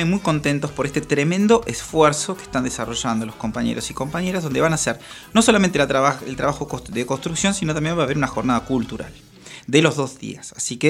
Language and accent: Spanish; La Plata, Buenos Aires Province, Argentina; mira, soy platense y conocí a Arana hace poco